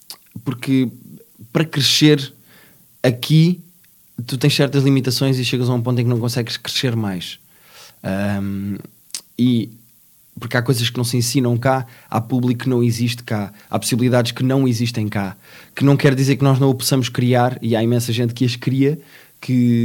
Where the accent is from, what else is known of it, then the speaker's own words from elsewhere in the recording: Lisbon, Portugal; mas eu, como sou lisboeta, como gosto muito de Lisboa